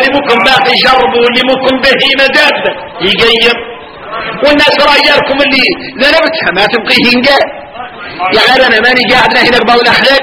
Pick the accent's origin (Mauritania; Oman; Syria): Mauritania; واحنا موريتاني